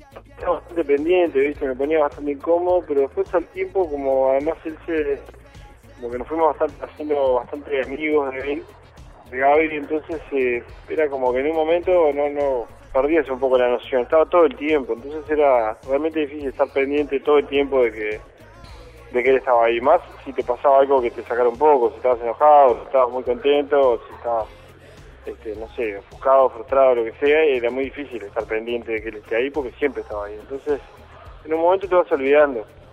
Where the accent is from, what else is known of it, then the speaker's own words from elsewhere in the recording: Uruguay; Sí, es raro, aparte nosotros somos de Uruguay, es rarísimo